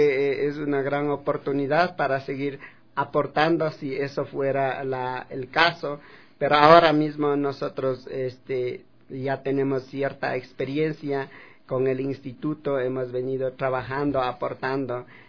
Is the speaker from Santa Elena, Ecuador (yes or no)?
no; Calpi, Chimborazo, Ecuador; como Calpis, de donde yo vengo